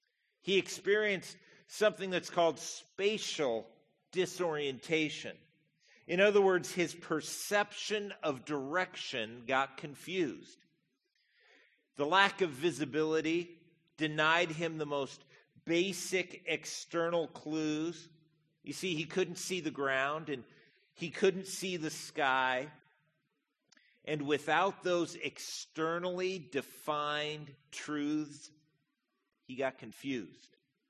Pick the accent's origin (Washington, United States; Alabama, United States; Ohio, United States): Washington, United States; Spokane; I grew up here in Spokane